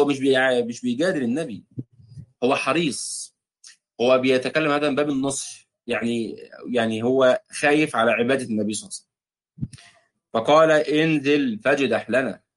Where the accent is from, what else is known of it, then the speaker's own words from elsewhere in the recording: Egypt; او الكسكسي زي ما بيتقال في بعض عندنا في مصر